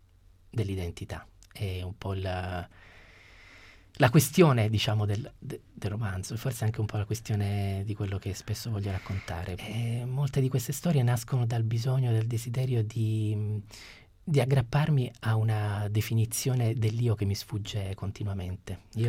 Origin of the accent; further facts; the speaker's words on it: Apulia, Italy; è ambientato nel Salento, che è un po' la mia terra